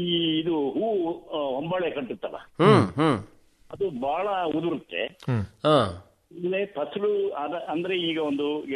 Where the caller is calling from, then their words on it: Kalgudu, Karnataka, India; Sir, ಈ ಶಾಂತಿಗ್ರಾಮದ ಒಬ್ಬಳಿ ಕಲ್ಗುಡುಗನಲ್ಲಿ.